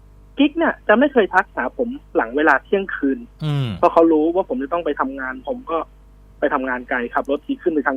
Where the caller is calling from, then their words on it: Lampang, Thailand; ตอนนี้ผมอยู่ลำปางครับ